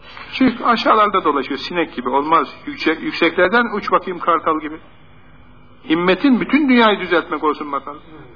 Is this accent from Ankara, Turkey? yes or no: yes; Ankara, Turkey; Biz de gittik şimdi Ankaralıyız.